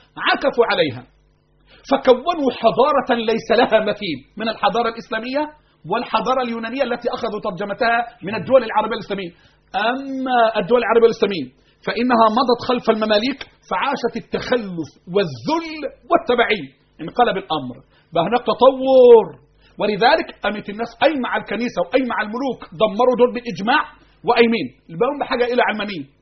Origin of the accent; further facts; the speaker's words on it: Egypt; أنا كمصري